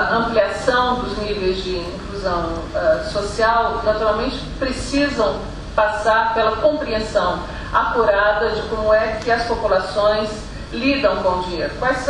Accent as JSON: {"language": "Portuguese", "country": "Brazil", "said": "eu, como brasileira, como vindo de um país que é pouquíssimo poupador"}